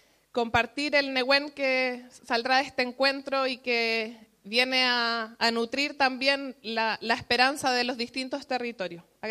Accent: Concepción, Biobío, Chile; Vengo de Concepción y nosotras somos hartas mujeres que nos estamos organizando en distintos territorios.

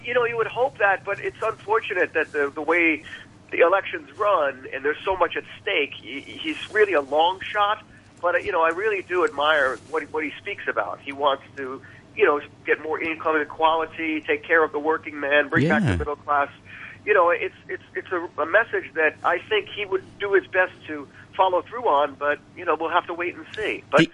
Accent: Ireland; Yeah, because it's 21 years old where I grew up, and I'm Irish.

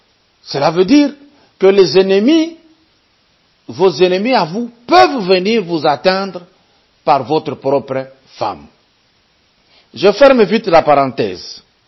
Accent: Kinshasa, DR Congo; quel est l'état du confinement chez nous en République démocratique du Congo, spécialement la ville, la commune de la Gombe

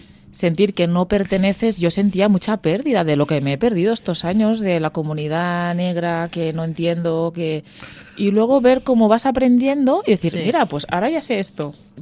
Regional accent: Catalonia, Spain; gente de orígenes diferentes, pero somos muy de aquí. Tanto Chandra como yo me considero muy catalana y mi nombre es muy catalán.

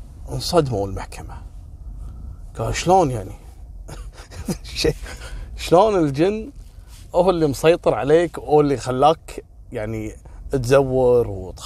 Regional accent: Kuwait; قصة اليوم، في حادثة حصلت عندنا في الكويت

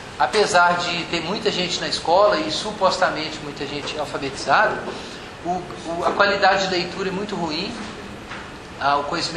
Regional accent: Belo Horizonte, Minas Gerais, Brazil; sou aqui de Belo Horizonte e pastor batista.

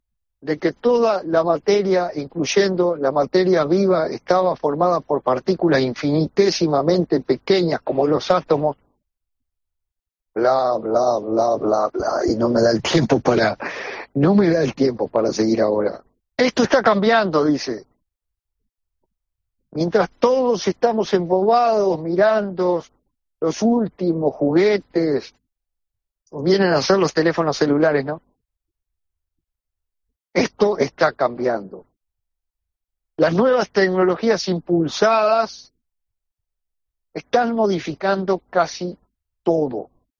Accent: Paysandú, Uruguay; Yo soy de Paysandú, claro, lo tengo que saber.

